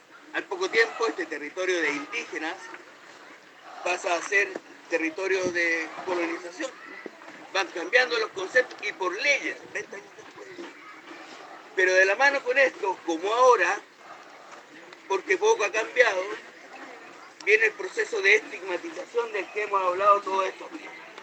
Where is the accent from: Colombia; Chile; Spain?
Chile; Y esa parte a nosotros como chilenos nos pertenece.